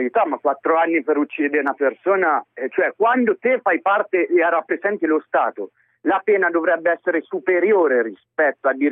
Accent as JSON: {"language": "Italian", "town": "Naples", "region": "Campania", "country": "Italy", "said": "Allora, in merito alla situazione di Napoli, io sono di Napoli."}